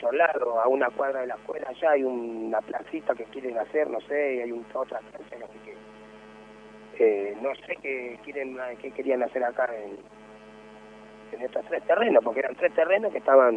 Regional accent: Moreno, Buenos Aires Province, Argentina; Yo soy nacido, criado en Moreno.

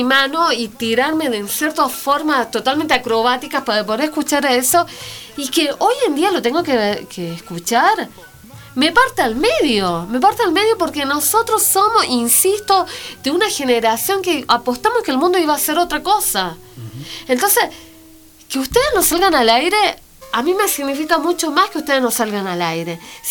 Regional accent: Chile; siendo chilena, ¿no? Uh-huh. Siendo acusada de tantas barbaridades que yo como pueblo no tengo nada que ver. ¿Me entiendes? Siendo hijo de Correntina, ¿no? Criándome sabiendo que las Malvinas fueron, son y serán argentinas.

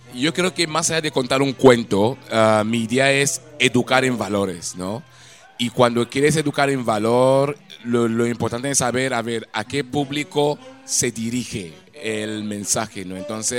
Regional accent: Nigeria; Spanish is a second language; en Nigeria, mi país de origen, la verdad es que formé parte de las grandes compañías de danza y del teatro

